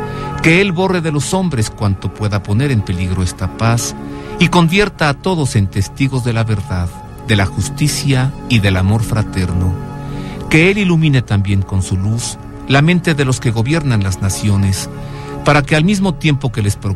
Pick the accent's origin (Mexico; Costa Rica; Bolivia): Mexico; Como mexicanos celebramos esta gran fiesta cívica de nuestra nación y de nuestra patria